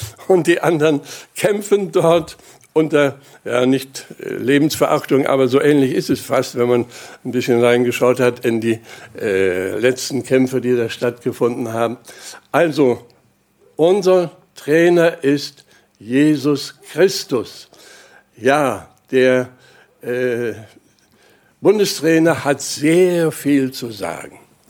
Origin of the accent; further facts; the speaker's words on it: Germany; Und ich bin da so ganz mit dabei, ich bin ja Deutscher.